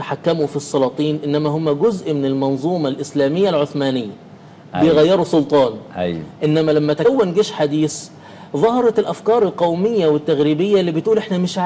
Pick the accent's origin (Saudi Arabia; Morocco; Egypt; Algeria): Egypt; يعني احنا عندنا في مصر زمان غير بعد كامب ديفيد